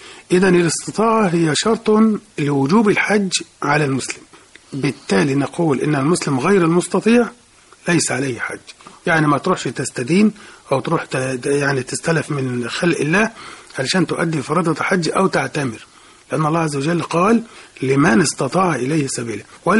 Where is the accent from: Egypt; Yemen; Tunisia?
Egypt; إحنا عندنا كمصريين خاصة عادة نرجو أن نتخلص منه